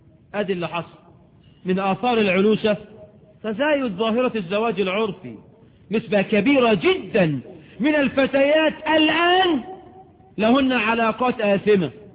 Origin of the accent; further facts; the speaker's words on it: Egypt; عندنا في مصر، ودي تقارير صادرة عن الجهات الرسمية